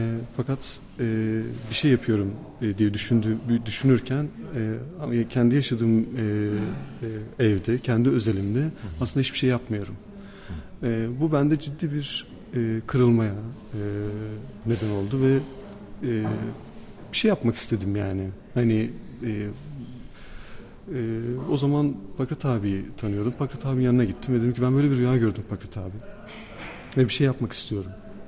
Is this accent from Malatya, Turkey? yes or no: no; Ardahan Province, Turkey; Ardahan'da doğup büyüdüm ben. Ardahan'ın bir köyünde doğdum. Doğduğum yer eski bir Ermeni ve Rum köyü. Ve biz bu Ermenilerden ve Rumlardan kalan bir evde yaşıyoruz.